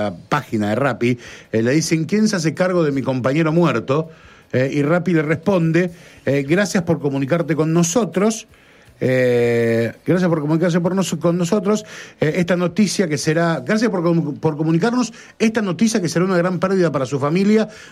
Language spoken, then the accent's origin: Spanish; Mar del Plata, Buenos Aires Province, Argentina; no, pará, no, no, soy de Mar del Plata